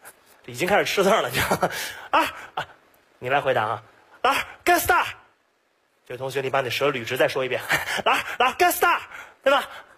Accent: Beijing, China; 我是土生土长北京人，所以对北京的研究特别的多

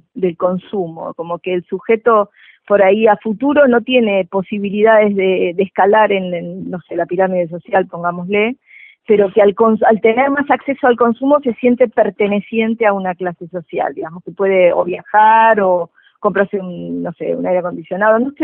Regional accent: Uruguay; Te lo digo como uruguaya. Nosotros, bueno, claro, en el Uruguay tenemos una clase media muy potente

